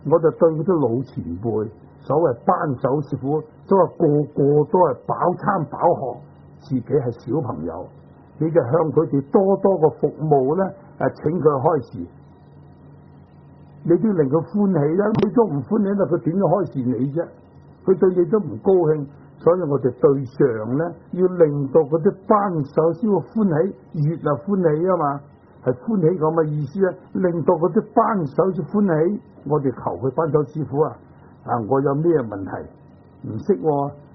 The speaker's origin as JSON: {"language": "Cantonese", "country": "China", "said": "咁我哋中国人咧，所谓文人嘅品性啊，唔中意繁复嘅"}